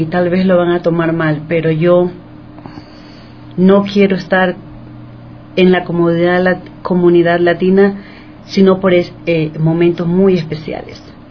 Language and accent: Spanish; Ecuador; Yo soy ecuatoriana y cuando yo escucho mi acento, yo soy loca de ellos.